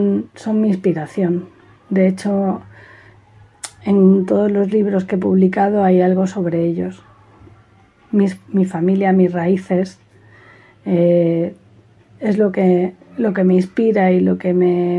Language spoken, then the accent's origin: Spanish; L'Hospitalet de Llobregat, Catalonia, Spain; moved away as an adult; now in Málaga, Spain; Nací en Barcelona, en Hospitalet Centro, y viví allí durante 22 años. Y a esa edad me trasladé a Málaga, donde resido en la actualidad.